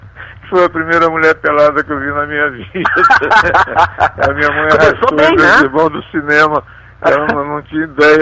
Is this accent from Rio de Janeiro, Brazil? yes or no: yes; Rio de Janeiro, Brazil; E eu fui criado aqui em Ipanema, quer dizer, eu sou um garoto de Ipanema, quer dizer, agora um coroa de Ipanema